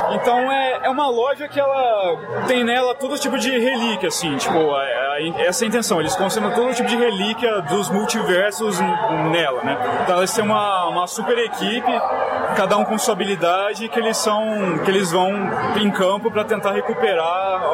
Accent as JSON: {"language": "Portuguese", "town": "Campinas", "region": "São Paulo", "country": "Brazil", "said": "Então, eu sou de Campinas"}